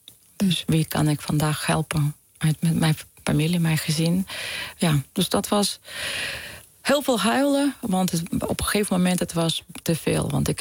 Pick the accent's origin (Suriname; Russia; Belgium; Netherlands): Russia; Dutch is a second language; also born or lived in Ukraine; Want wij zijn geboren in Oekraïne. Maar omdat als kinderen, wij waren door de werk van mijn vader gebracht naar Rusland.